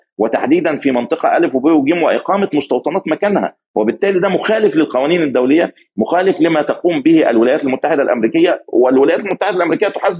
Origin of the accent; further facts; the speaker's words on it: Egypt; يعني أنا مصري في الأول والآخر